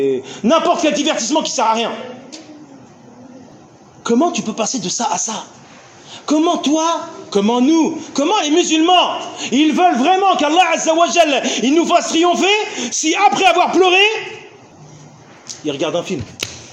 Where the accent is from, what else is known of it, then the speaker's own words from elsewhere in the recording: Tunisia; moi je viens de Tunisie